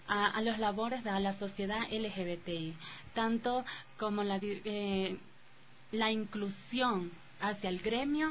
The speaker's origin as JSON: {"language": "Spanish", "region": "Manabí", "country": "Ecuador", "lives_now": "Quito, Ecuador", "said": "¿no? Yo vengo de la provincia de Manabí, radicada 6 años aquí en Quito."}